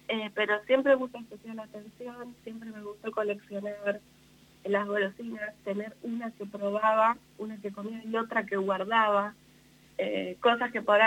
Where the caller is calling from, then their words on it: Buenos Aires, Argentina; Estoy en Buenos Aires, en Capital Federal.